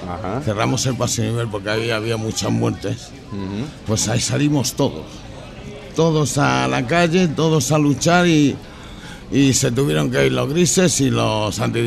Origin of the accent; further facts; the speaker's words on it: Madrid, Community of Madrid, Spain; me dicen, ¿tú eres de Madrid? Y digo, no, compadre, yo soy de Vallecas.